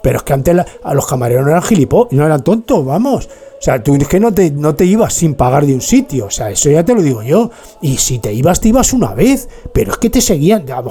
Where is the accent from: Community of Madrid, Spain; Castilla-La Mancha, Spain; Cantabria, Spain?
Community of Madrid, Spain; Madrid; born there; moved away; Yo nací en Madrid. De Madrid no me han echado, pero me fui